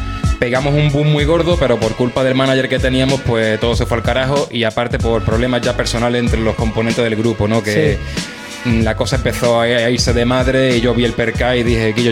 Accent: Ceuta, Spain; tengo 30 años, soy de Ceuta.

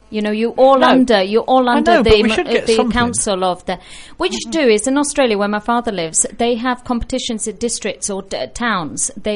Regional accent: Tinajo, Canary Islands, Spain; yo soy de Tinajo

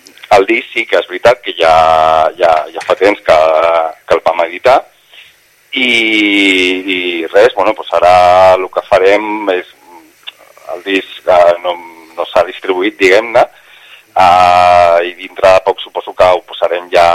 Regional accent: Barcelona, Catalonia, Spain; A ver, yo soy de Barcelona y en Barcelona aquí tienen que aprender muchísimo de los ayuntamientos.

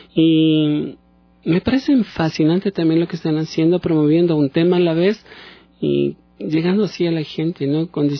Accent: Quito, Pichincha, Ecuador; aunque yo soy quiteño, pero llevo en la sangre, pues, allí ese saborcito cálido también

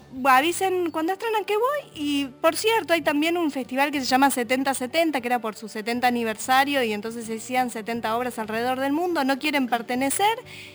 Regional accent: Argentina; no es tanto algo que nos pueda vincular para nosotras como argentinos, ¿no?

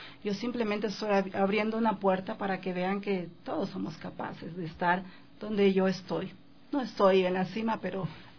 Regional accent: Esmeraldas, Ecuador; de la marimba, que son las raíces de mi pueblo afroecuatoriano. Yo soy de Esmeraldas.

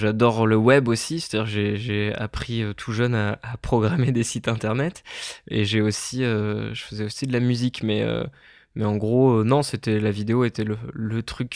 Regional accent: Hauts-de-France, France; à Amiens, parce que je viens de Picardie, à Amiens, il y a un lycée avec option audiovisuelle

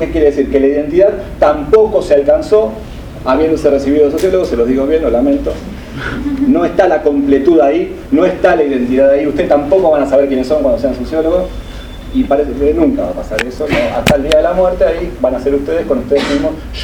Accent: Buenos Aires, Argentina; Soy argentino, ¿qué más? Soy porteño, ¿qué más?

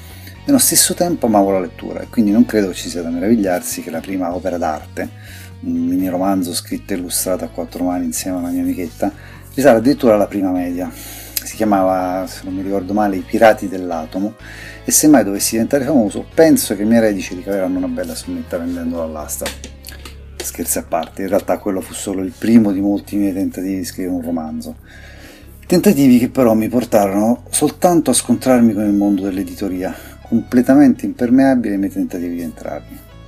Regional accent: Rome, Lazio, Italy; born there; Sono nato a Roma nel 1967, in piena generazione X, diciamo

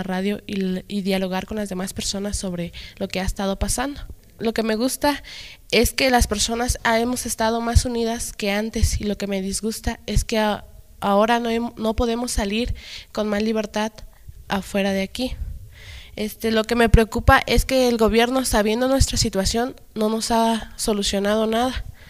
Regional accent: Cherán, Michoacán, Mexico; tengo 18 años, soy una joven que ha estado participando en el levantamiento de mi pueblo.

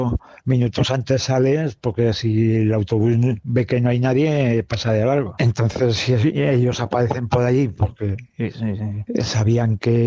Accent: Matalibredas, Castile and León, Spain; mi pueblo Matalibredas está a 113 kilómetros de Zaragoza y a 40 de Soria.

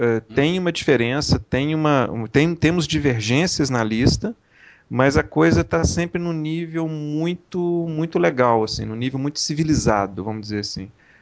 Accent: Brazil; sou aquela história, né, sou brasileiro, não desisto nunca, né, sou absurdo, na verdade, não desisto nunca.

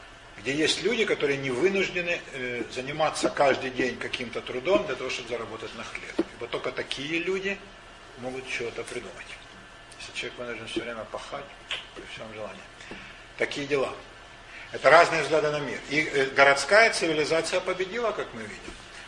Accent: Ukraine; Даже на Украине, откуда я родом, там все-таки деревенский уклад гораздо сильнее

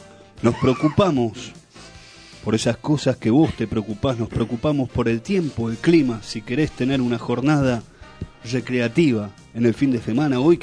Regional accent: Argentina; Somos argentinos que nos levantamos y como todas las mañanas le damos inicio a la mañana

